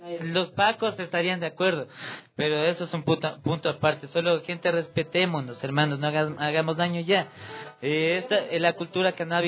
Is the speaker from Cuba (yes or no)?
no; Quito, Pichincha, Ecuador; en las zonas de Quito, mi hermano, Ecuador, para que todo sepan que somos ecuatorianos, mi hermano.